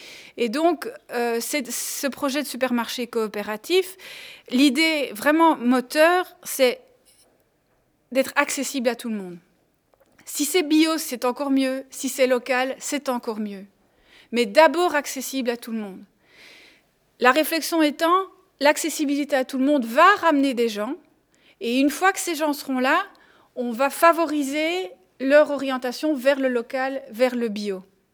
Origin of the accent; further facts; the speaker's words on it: Schaerbeek, Brussels-Capital Region, Belgium; Donc, je viens de Scarbeck. à Bruxelles.